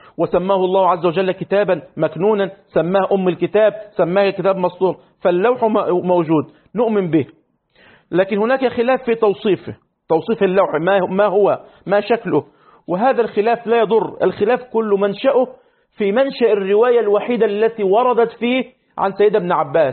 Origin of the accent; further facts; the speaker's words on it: Egypt; وحصل عندنا في مصر